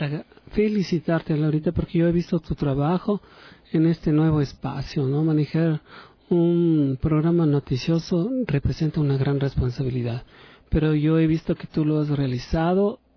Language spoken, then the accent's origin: Spanish; Ecuador; Como ecuatorianos, como gestores de la cultura, del arte.